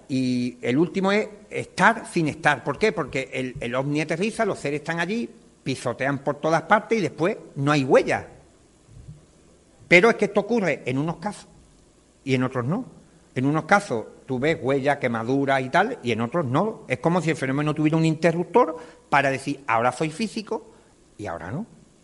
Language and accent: Spanish; Cádiz, Andalusia, Spain; born there; Yo nací en Cádiz, no tengo otro.